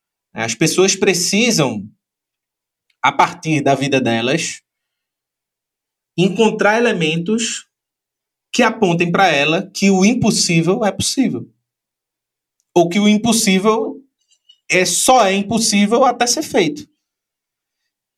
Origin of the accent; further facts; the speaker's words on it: Recife, Pernambuco, Brazil; Eu sou recifense e sou amante do carnaval.